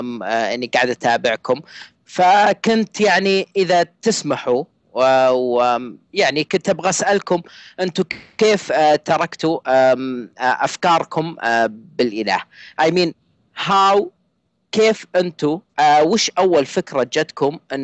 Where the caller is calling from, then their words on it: Saudi Arabia; انا اكلمك من السعوديه، وانا ملحد